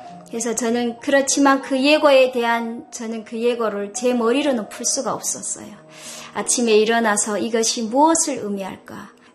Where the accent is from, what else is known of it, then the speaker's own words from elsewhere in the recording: North Korea; now in China; 중국에 넘어왔던 것이 그 땅을 내가 나서 자란 그 땅을 나올 수밖에 없게 되었거든요. 그래서 중국에 와서 지금의 남편을 만나서 1년 반 동안 살면서